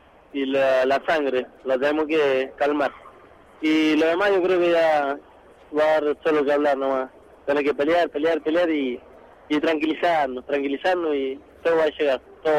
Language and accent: Spanish; Mendoza, Argentina; moved away as an adult; now in Buenos Aires, Argentina; a Buenos Aires, vine con lo poco y nada, una mano atrás y otra adelante, vengo a buscar un sueño, tuve que salir de Mendoza porque bueno, lamentablemente ayer no se me dan las posibilidades ni económicas ni de peleas tampoco